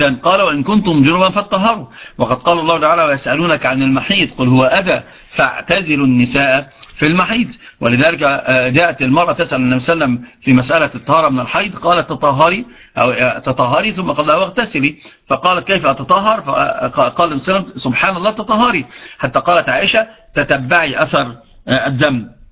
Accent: Upper Egypt, Egypt; عندنا في الصعيد يعرفون من

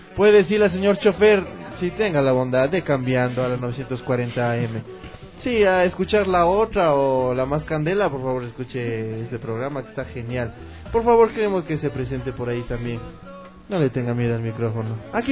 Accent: Ecuador; lo principal como ecuatorianos, como profesionales, como comunicadores, como artistas

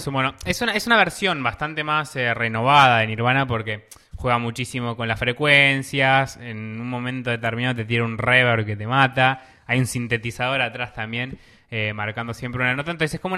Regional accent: Lanús, Buenos Aires Province, Argentina; Yo también soy de Lanús, y obvio.

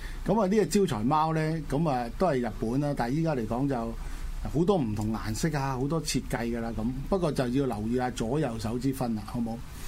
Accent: Guangdong, China; 即係我哋廣東人啊，即係大家利是啦，係咪？

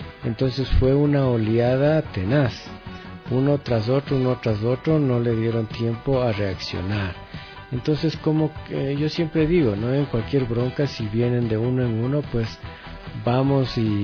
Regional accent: Ecuador; como todo ecuatoriano que tengo mis derechos

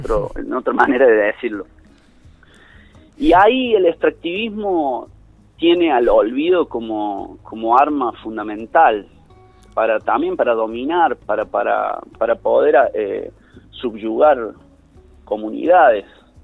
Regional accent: Mina Clavero, Córdoba, Argentina; Y yo me crié en Mina Clavero, cuando Mina Clavero todavía ya era un lugar súper turístico

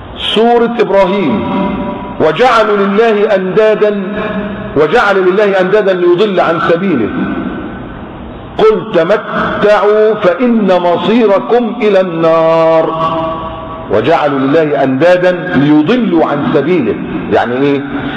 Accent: Egypt; عندنا في مصر كاتبين كده على الضريح بتاع الحسين

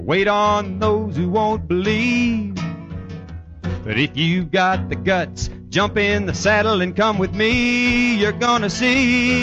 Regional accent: Mount Rose, Colorado, United States; Probably a lot of you know I grew up in Mount Rose, Colorado, about 60 miles from here.

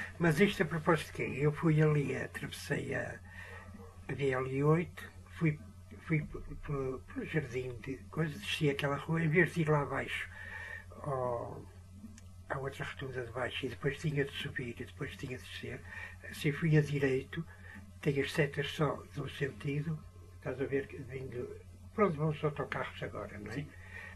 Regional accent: Lisbon, Portugal; moved away; Eu vim de Lisboa, saí de Lisboa em 85.

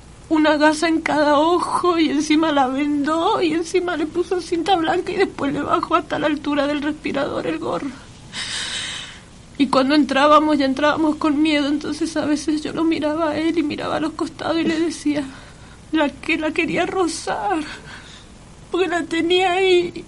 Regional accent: Mendoza, Argentina; yo soy de Mendoza

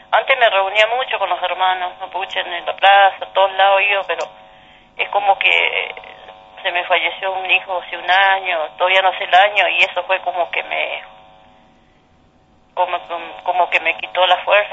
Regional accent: Rincón de Lobos, Chubut, Argentina; now in El Bolsón, Argentina; Sí, yo soy nacida y criada en el Rincón de Lobos, pero me invitaron a ver cómo había sido antes. Lo que pasa es que yo hace ya 30 años que estoy acá en Bolsón, pero pero bueno, me crié ahí.

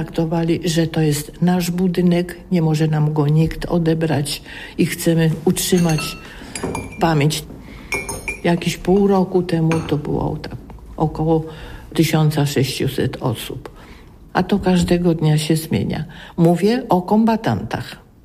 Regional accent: Kielce, Świętokrzyskie Voivodeship, Poland; born there; now in Warsaw, Poland; Urodziłam się w Kielcach. Do Warszawy przyjechałam w 1948 roku. Kielce są moim ukochanym miastem

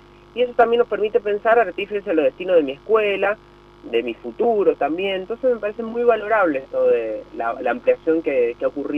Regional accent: San Juan, Argentina; responsables de lo que nos pasa como sanjuaninos, como argentinos.

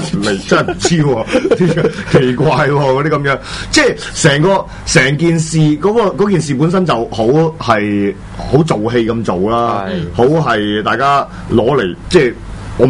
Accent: China; accent: mainland Chinese; 因為我啲大陸腔口嚟嘅

